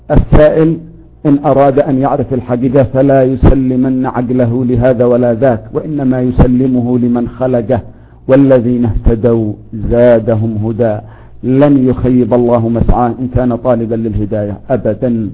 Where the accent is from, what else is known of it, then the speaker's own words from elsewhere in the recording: Yemen; يمكنكم تعرفوا المصطلح عندنا في اليمن،